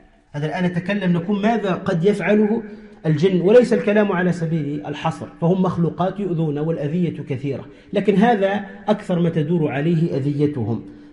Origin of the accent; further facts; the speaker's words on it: Tunisia; عندنا في تونس من جاهلية الناس يقولوا